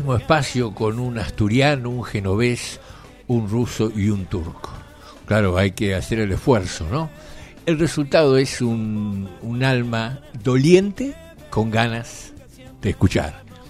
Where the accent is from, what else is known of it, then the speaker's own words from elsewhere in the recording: Argentina; ¿Por qué somos así los argentinos?